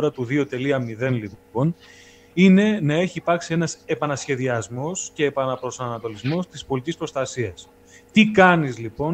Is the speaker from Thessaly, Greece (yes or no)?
yes; Thessaly, Greece; Εμένα το χωριό μου προσωπικά βρίσκεται προς τα βόρεια των Τρικάλων.